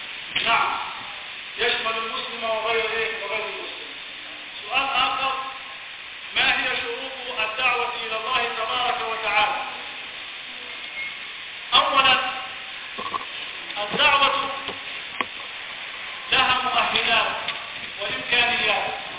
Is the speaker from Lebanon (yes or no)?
no; Upper Egypt, Egypt; نعم يا شيخ، في فرق كثير عندنا في الصعيد.